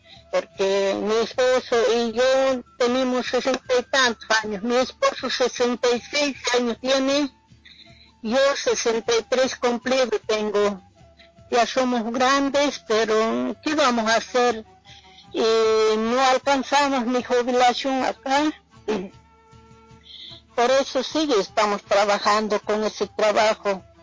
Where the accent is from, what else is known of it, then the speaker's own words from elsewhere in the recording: Bolivia; moved away as an adult; now in Argentina; nosotros no somos de acá, somos de Bolivia, pero primeramente mi esposo siempre sabía venir a trabajar acá a Argentina